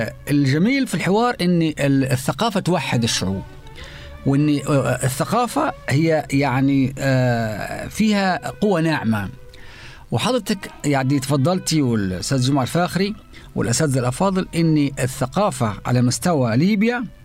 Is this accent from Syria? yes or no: no; Egypt; أنا كمثقف مصري مثلا يعني، ولكن انتمائي وجذوري وتواصلي مع أهلي قبيلة براحصة في جبل الخضر في ليبيا وأيضا في مصر